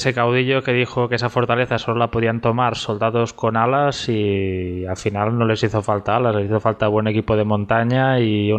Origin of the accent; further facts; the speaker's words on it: Catalonia, Spain; como catalán, pues evidentemente no puedo evitar comentar pues los micalets